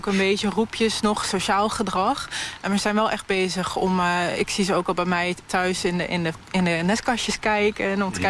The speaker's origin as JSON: {"language": "Dutch", "region": "Gelderland", "country": "Netherlands", "tie": "born or raised there", "said": "Ik heb ook wel eens gehad dat ik ben opgegroeid in Gelderland en dat ik in Noord-Holland de koolmezen compleet anders vond zingen."}